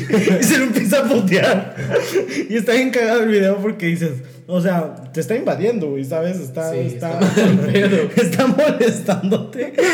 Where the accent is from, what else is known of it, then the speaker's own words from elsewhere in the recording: Monterrey, Nuevo León, Mexico; yo era tu fan de niño porque soy regio.